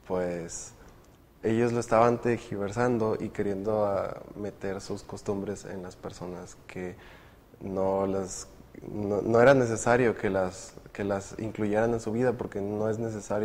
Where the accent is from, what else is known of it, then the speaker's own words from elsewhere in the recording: Reynosa, Tamaulipas, Mexico; Estoy en primer año de Medicina y vengo de Reynosa, Tamaulipas.